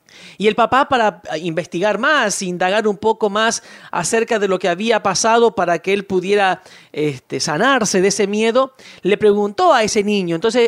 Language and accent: Spanish; Buenos Aires, Argentina; Yo me crié, como vos sabes, en Buenos Aires.